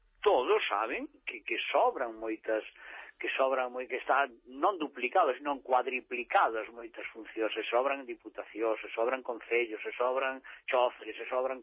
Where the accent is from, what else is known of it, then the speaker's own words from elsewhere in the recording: Galicia, Spain; Eu son galego, pero ten toda a razón do mundo.